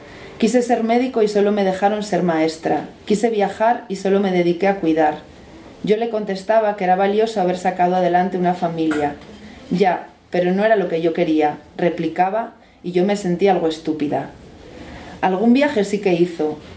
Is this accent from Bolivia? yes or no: yes; Bolivia; moved away as an adult; also born or lived in United States; now in Spain; Yo soy de Bolivia, me fui a los 18, llevo bastante tiempo en España, pero luego he vivido en Estados Unidos